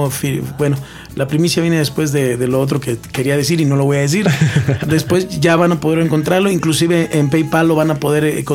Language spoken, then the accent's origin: Spanish; Mexico City, Mexico; moved away as an adult; Entonces, pues me vengo de la Ciudad de México. Yo ya tocaba en muchos lugares allá.